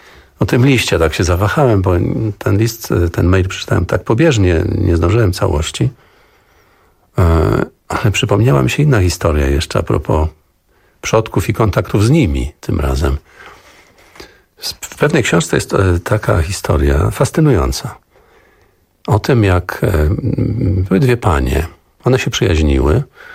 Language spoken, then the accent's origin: Polish; Szczecin, West Pomeranian Voivodeship, Poland; born there; Ja urodziłem się w Szczecinie. Moi rodzice przyszli na świat na Pomorzu Zachodnim, ale ich rodzice przyjechali tutaj z różnych stron. Babcia ze strony taty z Wilna, babcia od strony mamy urodziła się w Bieszczadach.